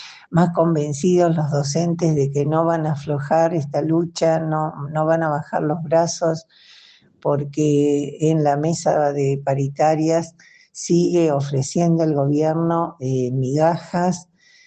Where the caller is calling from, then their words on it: Chubut, Argentina; de Chubut, Patagonia, Argentina